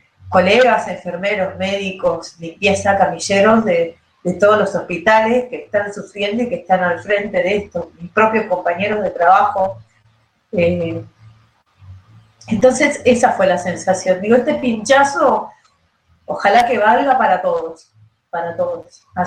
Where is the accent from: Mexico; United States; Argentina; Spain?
Argentina; Berazategui, Buenos Aires Province; tengo 41 años, soy de Berazategui